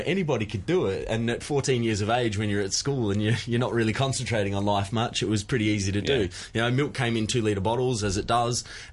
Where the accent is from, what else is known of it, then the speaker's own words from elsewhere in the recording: Victoria, Australia; No, I'm actually from country Victoria. I grew up just near Melbourne, like close to Melbourne, an hour from Melbourne.